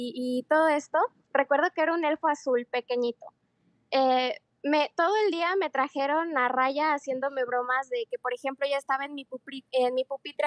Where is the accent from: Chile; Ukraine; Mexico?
Mexico; en mi familia siempre ha habido esta cultura donde como buenos mexicanos creemos en chaneques